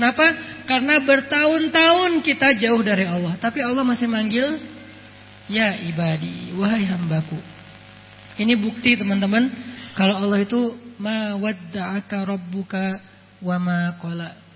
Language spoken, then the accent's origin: Indonesian; Sumatra, Indonesia; saya orang Sumatera, mau nikahin cewek Jawa